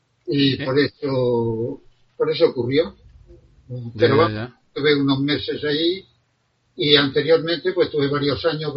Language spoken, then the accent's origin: Spanish; Catral, Valencian Community, Spain; fui alcalde en poco tiempo en mi pueblo natal, Catral.